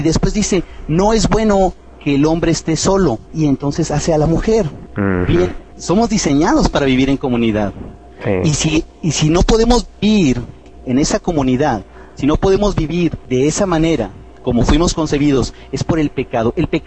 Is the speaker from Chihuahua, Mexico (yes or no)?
yes; Chihuahua, Mexico; Soy de Chihuahua, en México.